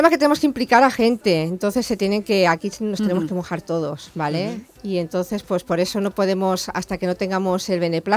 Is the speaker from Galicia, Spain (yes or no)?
no; Ontinyent, Valencian Community, Spain; porque yo soy de Ontinien